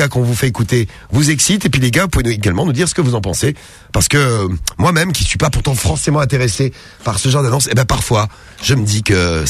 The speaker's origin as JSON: {"language": "French", "town": "Saint-Étienne", "region": "Auvergne-Rhône-Alpes", "country": "France", "said": "En tant que Stéphanois, ça me fait bien rigoler."}